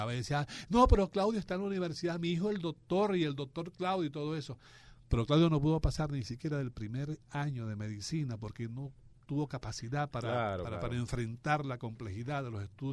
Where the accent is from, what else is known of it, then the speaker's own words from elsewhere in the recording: Upata, Bolívar, Venezuela; un muchacho que vivía por la calle donde yo nací cuando yo estaba pequeño